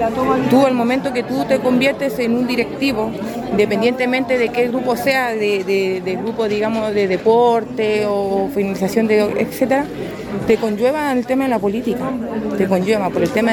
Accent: Antofagasta, Chile; soy de Antofagasta también. Soy vocera y representante del macrocampamento Villa Constancia de Antofagasta.

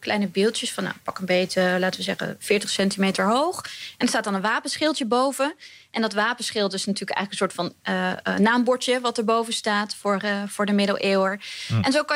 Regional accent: Utrecht, Netherlands; Dat en lekker in de buurt, want ik kom uit Utrecht.

